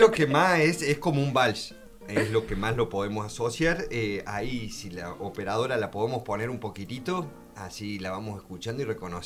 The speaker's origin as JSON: {"language": "Spanish", "region": "Córdoba", "country": "Argentina", "said": "Sí, la otra vez, como cordobés, me pasó algo muy loco"}